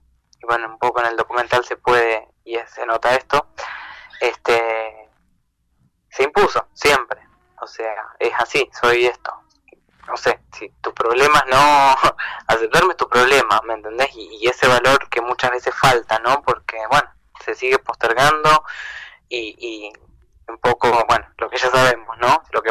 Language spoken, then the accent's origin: Spanish; Concepción del Uruguay, Entre Ríos, Argentina; also born or lived in Buenos Aires; Yo vivo en Buenos Aires, estaba allá, bueno, me quedé sin trabajar, y me vengo a Entre Ríos, a Uruguay, de donde soy, donde somos, con Pame.